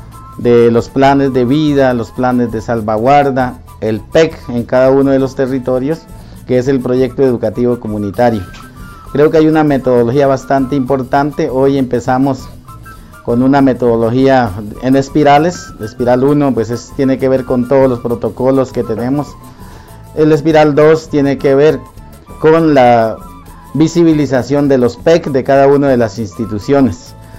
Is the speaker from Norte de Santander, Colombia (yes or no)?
no; Cauca, Colombia; soy el consejero de Educación y Cultura del CRIU y soy del territorio de Yanubuco en el municipio de Nata.